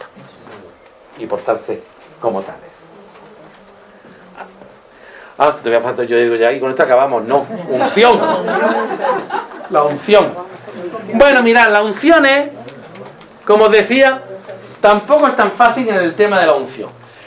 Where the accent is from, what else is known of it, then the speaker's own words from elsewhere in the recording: La Zubia, Andalusia, Spain; Hipona sería como la Zubia, que es mi pueblo.